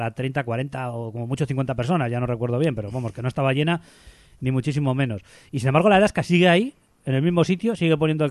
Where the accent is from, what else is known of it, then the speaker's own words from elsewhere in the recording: Barakaldo, Basque Country, Spain; siendo como somos de Baracaldo